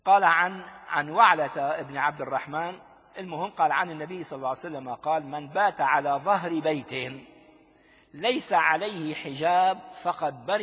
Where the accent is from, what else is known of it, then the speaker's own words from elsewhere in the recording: Damascus, Damascus Governorate, Syria; مقابلها في جزيرة اسمها جزيرة أرواد، نحن أهالي دمشق يعني صدفة نذهب